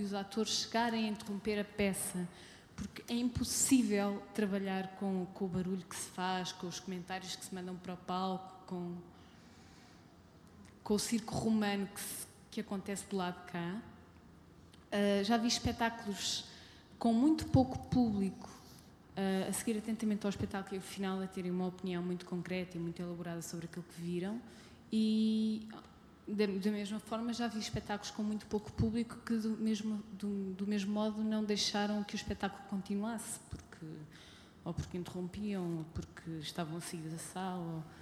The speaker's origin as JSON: {"language": "Portuguese", "town": "Tomar", "region": "Santarém", "country": "Portugal", "said": "eu venho de Tomar, que é um meio muito pequeno"}